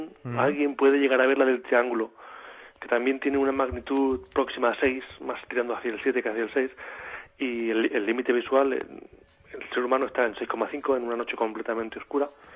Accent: Castilla-La Mancha, Spain; mi pueblo de hasta Albacete son 50 kilómetros en coche.

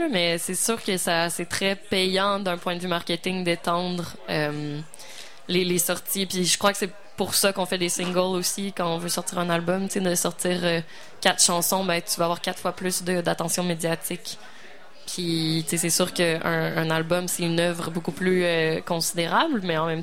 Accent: Quebec City, Quebec, Canada; Moi, je viens de Québec, donc c'est particulièrement...

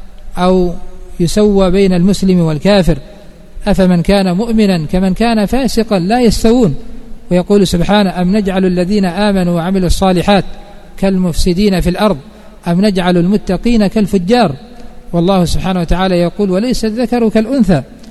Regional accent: Yemen; فلا يخفى ما حصل قبل 94 عندنا في اليمن،

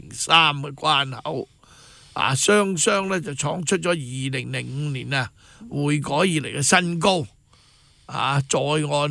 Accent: China; 我作为一个中国人咧，我好骄傲咁行出去国外咧

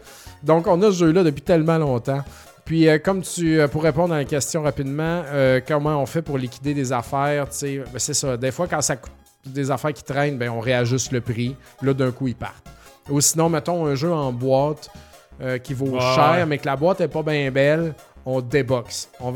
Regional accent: Canada; je parle en tant que Canadien.

